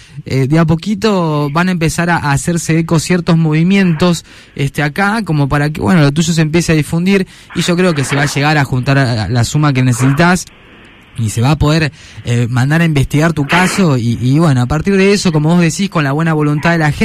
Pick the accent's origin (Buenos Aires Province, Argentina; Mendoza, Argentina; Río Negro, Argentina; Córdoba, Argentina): Río Negro, Argentina; Roca; born there; yo nací en Roca, vivía ya casi 20 años